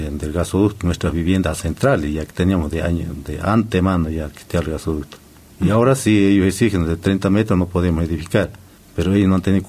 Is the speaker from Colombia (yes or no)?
no; Argentina; Aquí todos somos argentinos, pienso que tenemos el mismo derecho que tienen los que están en la capital federal